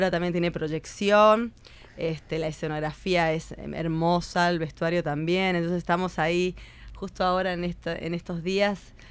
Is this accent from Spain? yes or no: no; Mendoza, Argentina; moved away; Soy de Mendoza, Argentina, pero bueno, vivo acá hace 18 años.